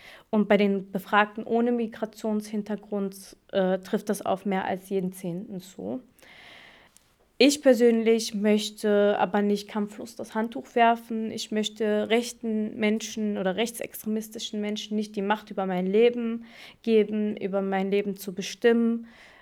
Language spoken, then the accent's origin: German; Germany; also born or lived in Morocco; zwischen meiner Heimat Deutschland und meiner Heimat Marokko. Ich sitze gewissermaßen zwischen zwei Stühlen und beide Länder sind Teil meiner Identität